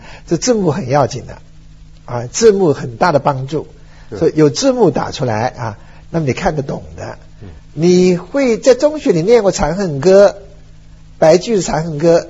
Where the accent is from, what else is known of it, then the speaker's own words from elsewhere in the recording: China; 我们中国人对诗是很着迷的